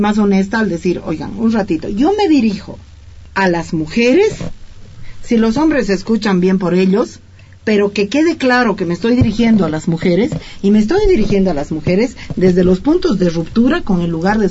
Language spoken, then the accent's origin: Spanish; Bolivia; Sí, pero no porque soy boliviana, me invitan feminista.